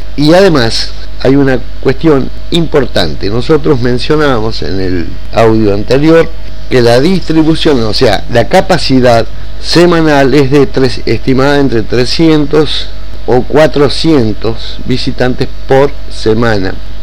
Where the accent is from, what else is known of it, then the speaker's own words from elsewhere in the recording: San Julián, Santa Cruz, Argentina; Y yo soy nativo de San Julián